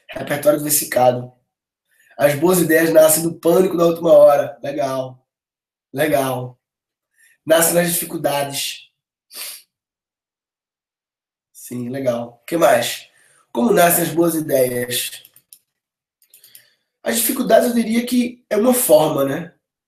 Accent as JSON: {"language": "Portuguese", "country": "Brazil", "said": "Massa, eu sou brasileiro."}